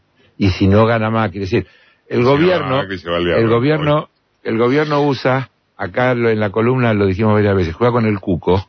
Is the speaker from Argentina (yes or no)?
yes; Argentina; yo sentí vergüenza como argentino